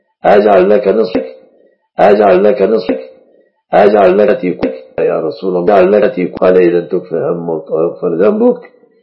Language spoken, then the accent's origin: Arabic; Egypt; المصطبة لعل العرب لا يعرفون المصطبة في بلادنا مصر